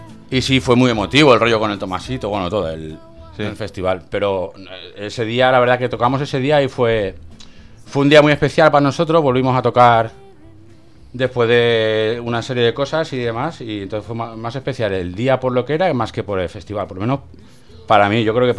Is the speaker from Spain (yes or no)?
yes; Valencia, Valencian Community, Spain; Yo es que soy de Valencia y del Athletic.